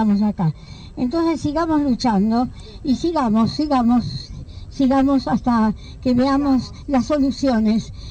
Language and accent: Spanish; Argentina; esto es la indignación y la vergüenza como argentina